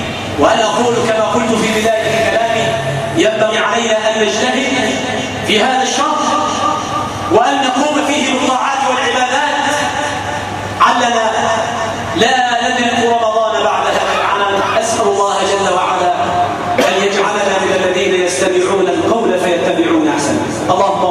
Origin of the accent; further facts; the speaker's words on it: Egypt; اللهم يا ربنا اجعل بلدنا مصر بلدا أمنا أمانا سلما سلاما سخاء رخاء وسائر بلاد المسلمين.